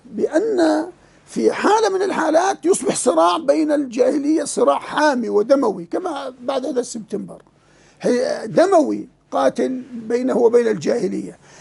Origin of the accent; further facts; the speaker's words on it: Jordan; كالغرايبة عندنا في الأردن